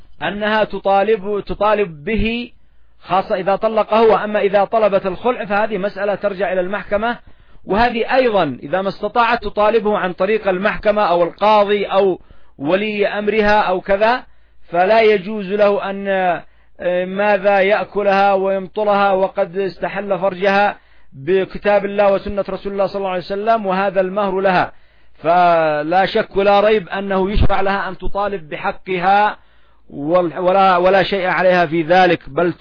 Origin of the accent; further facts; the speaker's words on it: Yemen; فالعامة حتى نحن ها هنا نعاني من هذه المشاكل، إلا أن عندنا في اليمن